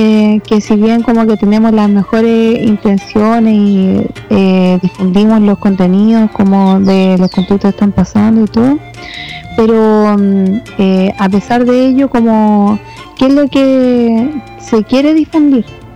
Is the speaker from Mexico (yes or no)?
no; Valparaíso, Chile; como que yo vivo, soy de Cerro Yungay